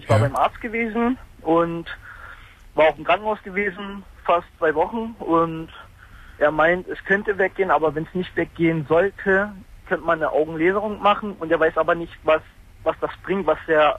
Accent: eastern Germany, Germany; ich komme normalerweise aus der DDR drüben.

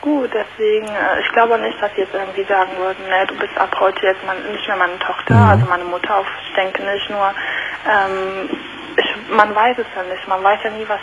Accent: Germany; sie ist Türkin und ich bin Deutsche

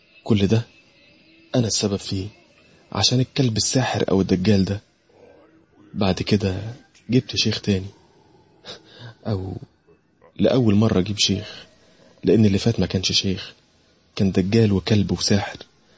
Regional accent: Alexandria, Alexandria Governorate, Egypt; أنا من اسكندرية، وتحديدا من شارع العسوي الموازي لشارع خالد بن الوليد

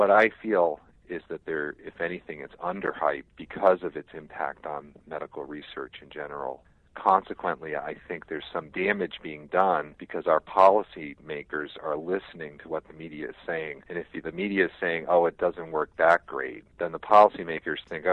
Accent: Azores, Portugal; I know I'm from the Azores and one quarter Italian, too

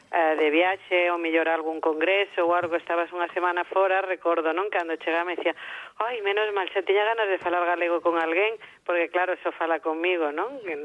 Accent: Galicia, Spain; Agora eu, cando a min me preguntan ti que és, eu sempre digo que son galega.

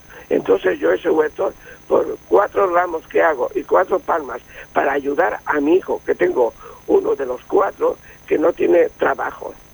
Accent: Elche, Valencian Community, Spain; Yo, como soy de Elche, pido que los huertos los cuiden

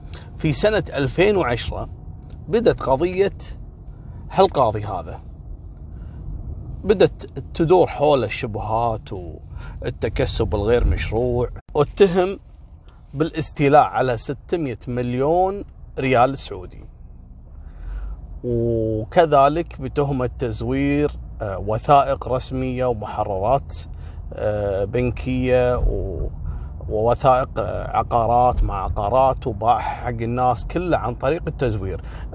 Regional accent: Kuwait; قصة اليوم، في حادثة حصلت عندنا في الكويت

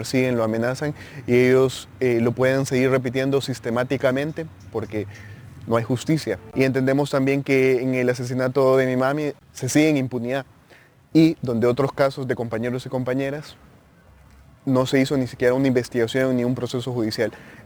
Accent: La Esperanza, Intibucá, Honduras; soy de Honduras, del departamento de Intibucá, de La Esperanza.

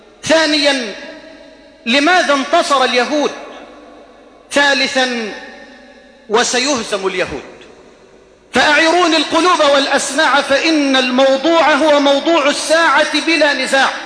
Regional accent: Egypt; هذه إلى بلدنا مصر

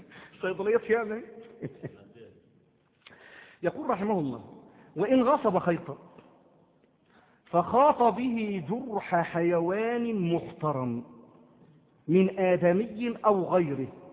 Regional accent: Egypt; عندما يدخل عندنا في مصر

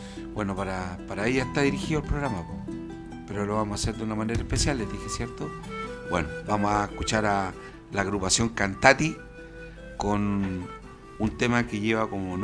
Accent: Chile; otra de las cosas tan hermosas que tenemos como chilenos

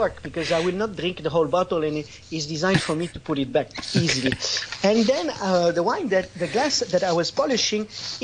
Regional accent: Canada; born there; I'm Canadian by birth, but Italian by love. I married an Italian woman. I got the passport.

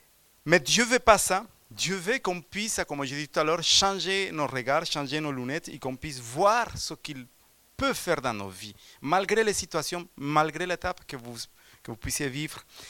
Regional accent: Colombia; je viens de la Colombie, donc c'est vrai que mon passé n'a pas été toujours dans la bonne voie.

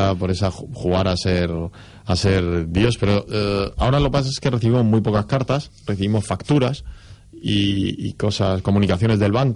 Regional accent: Murcia, Region of Murcia, Spain; yo soy de una ciudad pequeña, soy de Murcia y hay otro ritmo muy diferente al de la gran ciudad

